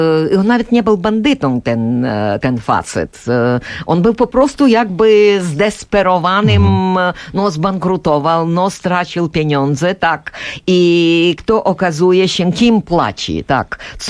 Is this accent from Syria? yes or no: no; Ukraine; Polish is a second language; bo przecież no wyrostałam jako Ukrainka w tym Sojuszu Sowieckim